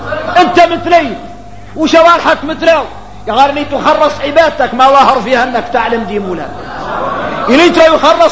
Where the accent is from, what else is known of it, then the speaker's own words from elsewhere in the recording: Mauritania; هذا النهي نقول لكم احنا كاملين موريتاني